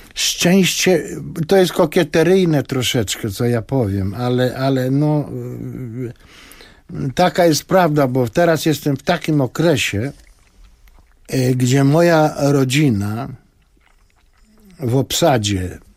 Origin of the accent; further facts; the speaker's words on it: Lublin, Lublin Voivodeship, Poland; bo my z Lubelaki. On z Lubelaki, mało tego, z jednej ulicy, Kołłątaja.